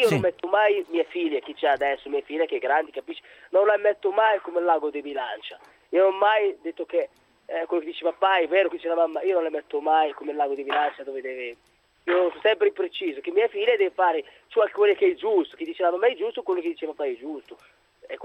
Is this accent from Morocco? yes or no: yes; Morocco; now in Italy; Sono dal Marocco, però.